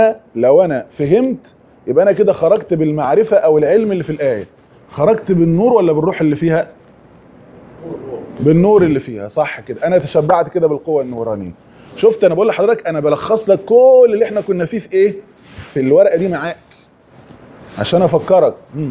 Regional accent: Egypt; يعني احنا مثلا عندنا في مصر جاب حاجة يعني ايه؟

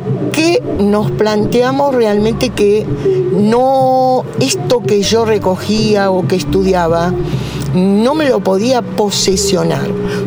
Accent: Morón, Buenos Aires Province, Argentina; born there; Yo nací en Morón. Soy ya tercera, cuarta generación de argentinos, ¿no?

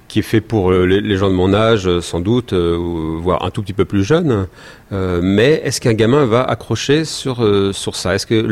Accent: France; en tant que bon français

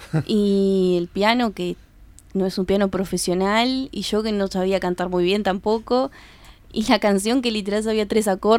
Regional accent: Montevideo, Uruguay; Sí, soy de Montevideo.

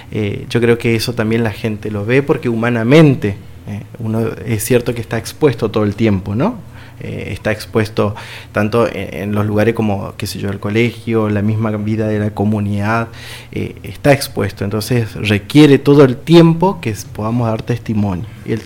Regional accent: Corrientes, Argentina; now in Gregorio de Laferrere, Argentina; el año que viene ya estoy volviendo hacia La Ferrere, aunque yo soy oriundo de Corrientes

